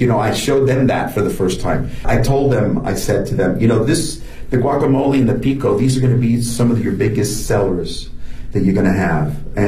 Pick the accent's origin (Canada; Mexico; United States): Mexico; northern Mexico; I'm from the north.